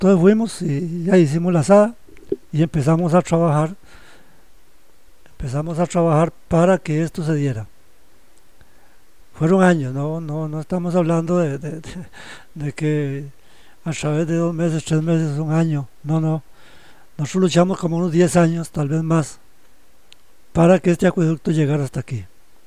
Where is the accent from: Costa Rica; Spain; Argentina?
Costa Rica; Heredia; now in Valle de la Estrella, Costa Rica; Yo me vine para La Guaria, para el Valle de la Estrella. Yo soy de Heredia. En mi niñez, prácticamente en mi niñez, vivimos en una casa que no había agua.